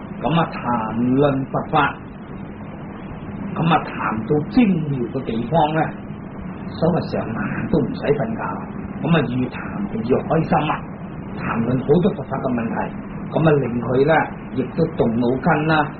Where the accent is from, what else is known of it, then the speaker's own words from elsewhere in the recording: China; 咁啊，原则上我哋中国人咧出世啊，年轻啊